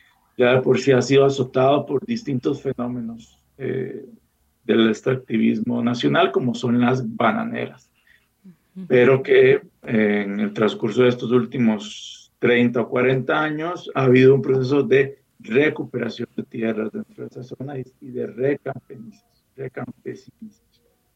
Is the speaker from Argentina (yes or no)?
no; Costa Rica; Y tenemos entonces un misterio, una cuestión que como sociedad costarricense debería de interesarnos para conocer nuestro pasado.